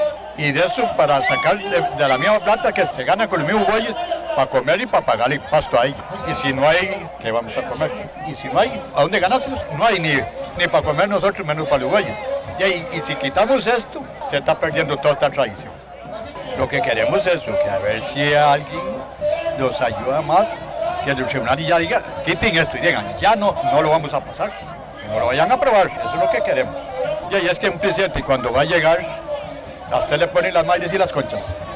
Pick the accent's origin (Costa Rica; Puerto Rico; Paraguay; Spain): Costa Rica; Escazú, San José; vengo del Carmen de Escazú.